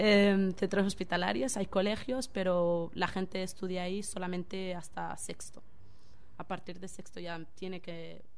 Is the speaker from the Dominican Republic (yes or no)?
no; Western Sahara; es realmente hasta hoy en día la única patria que yo he conocido, porque mi tierra está ocupada por Marruecos actualmente